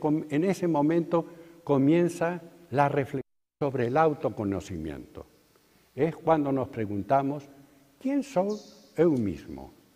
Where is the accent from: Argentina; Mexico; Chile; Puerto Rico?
Argentina; En mi país, en Argentina, hay una ciudad frontera a la ciudad de Buenos Aires, una ciudad industrial muy importante que tiene de nombre Avellaneda. Y yo mismo moré en esa ciudad. Es una ciudad fabril